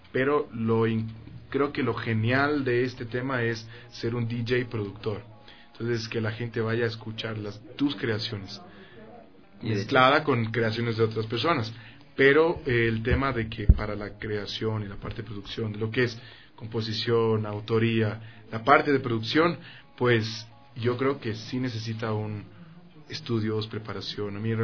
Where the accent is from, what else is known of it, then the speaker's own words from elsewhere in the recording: Ecuador; Hay mucha gente que no sabe que soy ecuatoriano, pero estoy en la lucha de hacerme conocer en el tema de que realmente es música producida en Ecuador.